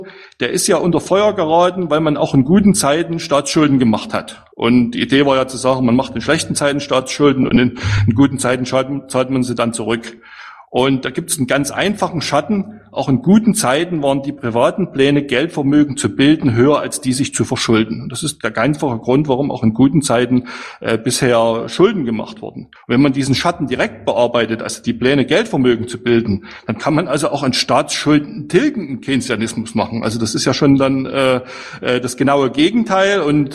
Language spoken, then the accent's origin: German; East Germany, Germany; als Ossi ganz verrückt, dass man jetzt so 30 Jahre später seinem Staatsbürgerkundelehrer recht gibt